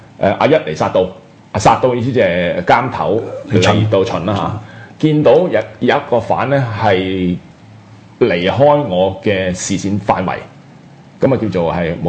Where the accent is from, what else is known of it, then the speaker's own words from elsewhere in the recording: Hong Kong; 我係土生土長嘅香港仔，曬市區長大。